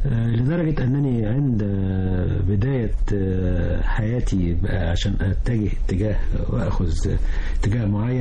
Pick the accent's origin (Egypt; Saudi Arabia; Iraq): Egypt; El Mahalla El Kubra, Gharbia; كنا إحنا أصلا من المحلة الغربية، فشفته في طنطا